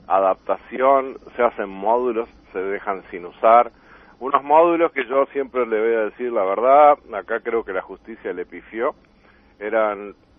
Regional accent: Uruguay; eso a uno lo apena como uruguayo

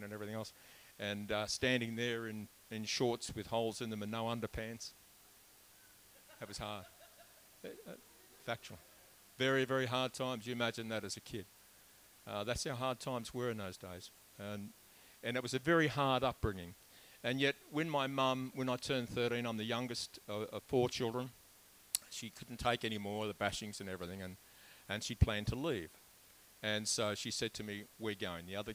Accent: Melbourne, Victoria, Australia; born there; I was born in Melbourne in 1950

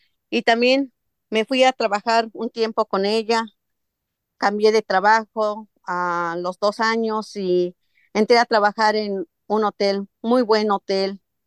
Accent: San Mateo Huitzilcingo, State of Mexico, Mexico; Soy del Estado de México, de un pueblito llamado San Mateo Huitzilcingo.

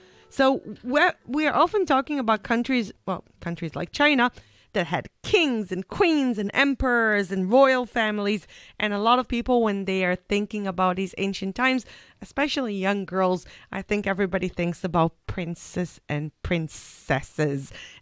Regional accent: Israel; I said I'm from Israel, and Israel has a very, very, very ancient history.

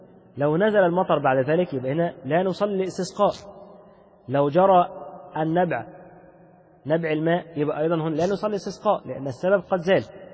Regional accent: Egypt; شوف لما احنا بالنسبة لنا حتى كمصريين بسبب كثرة المعاصي اللي انتشرت فينا

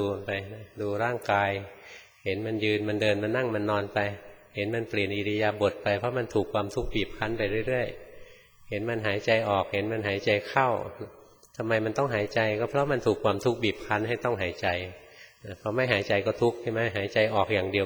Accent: Bangkok, Thailand; born or raised there

